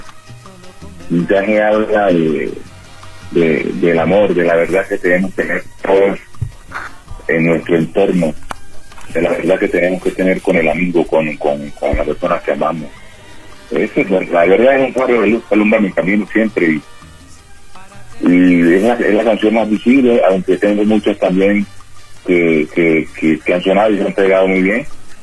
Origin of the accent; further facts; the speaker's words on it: Chocó, Colombia; En mi tierra, yo soy una tierra donde la salsa es una prioridad siempre para bailar y para las fiestas.